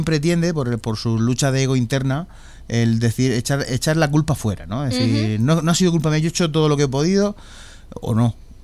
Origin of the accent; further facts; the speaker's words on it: Murcia, Region of Murcia, Spain; Venimos de Sevilla, bueno, soy de Murcia, pero hemos hecho rutita y la ruta tenía que pasar por Sevilla.